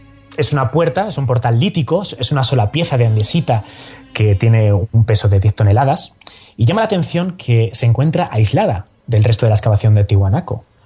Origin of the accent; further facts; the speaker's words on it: Spain; mire, yo soy un chico español